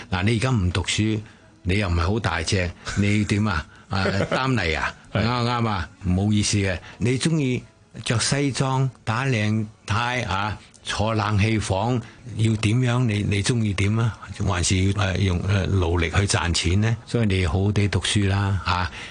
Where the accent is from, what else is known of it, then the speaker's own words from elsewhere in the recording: Guangdong, China; 就佢哋唔知道我係廣東人嚟嘅